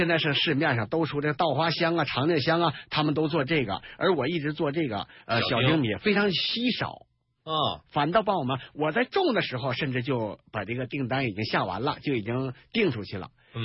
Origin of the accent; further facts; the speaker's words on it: Wuchang, Heilongjiang, China; 我呢得自我介绍一下，我是来自黑龙江五常民乐